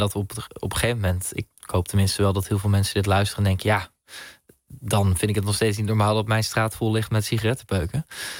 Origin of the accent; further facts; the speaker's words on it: Netherlands; Maar ik ben Nederlander, dus als ik het in Nederland vind, dan heb ik daar wel invloed op met de manier hoe ik stem.